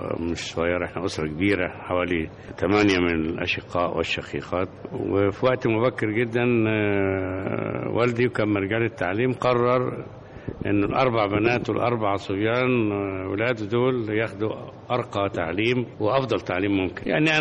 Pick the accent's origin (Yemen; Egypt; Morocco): Egypt; Mit El Khouli Moemen, Dakahlia; قريتنا اسمها ميت الخول مؤمن من احدى قرى محافظة الدقهلية.